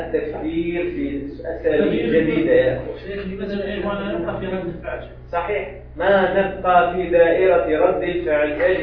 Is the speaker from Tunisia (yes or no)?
yes; Tunisia; عندنا في تونس، أنا ما أعلم، هل تعلمون؟